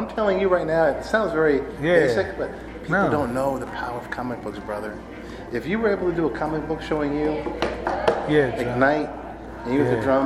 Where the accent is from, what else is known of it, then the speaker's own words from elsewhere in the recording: New York City, New York, United States; also born or lived in Los Angeles; I'm from Manhattan. I lived in LA 15 years.